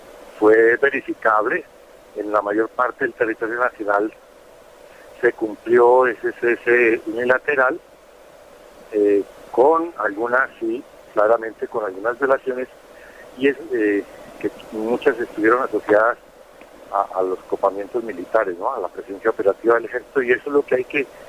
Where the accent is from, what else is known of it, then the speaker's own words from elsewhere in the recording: Colombia; Esperanzas como ciudadanos colombianos, sí